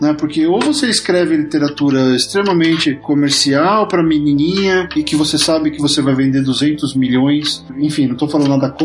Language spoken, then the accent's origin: Portuguese; São Paulo, Brazil; now in Los Angeles, United States; Nasci na grande Moca, descendente de italianos e espanhóis. Então eu morei um tempão lá, ainda tenho família lá.